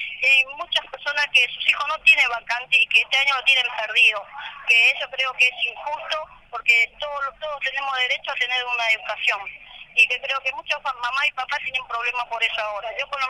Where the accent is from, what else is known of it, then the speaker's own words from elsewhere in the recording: Buenos Aires, Argentina; Yo soy de Playón Fraga.